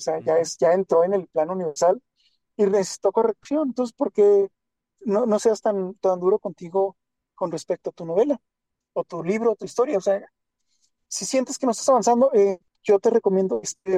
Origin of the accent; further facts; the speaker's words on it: Chihuahua, Mexico; yo soy de Chihuahua, México, y acá cuando yo estaba en la secundaria, hace bastante tiempo, 97 por ahí